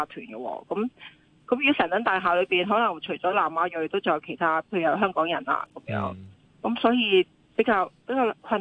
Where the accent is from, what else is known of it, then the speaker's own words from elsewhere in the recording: China; 就算我哋中國人啊，都覺得非常之難過。